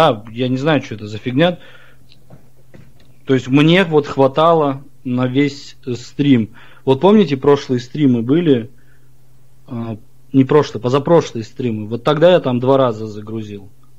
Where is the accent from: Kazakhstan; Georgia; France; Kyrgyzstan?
Kazakhstan; moved away as an adult; also born or lived in Ukraine; now in Krasnodar, Russia; я родился в Казахстане, да, там, считай, 23 года прожил там. Потом я жил и в Украине жил, у меня бабушка с Украины. Вот. И потом переехал в Краснодар